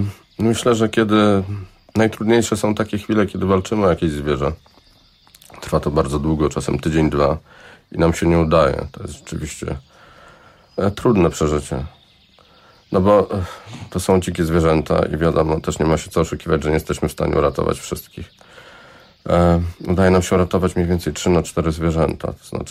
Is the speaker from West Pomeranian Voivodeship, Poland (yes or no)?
yes; Szczecin, West Pomeranian Voivodeship, Poland; moved away as an adult; now in Warsaw, Poland; Nie urodziłem się w Warszawie. Urodziłem się w Szczecinie i przeprowadziłem się na studia do Warszawy i zostałem tutaj już przez resztę życia.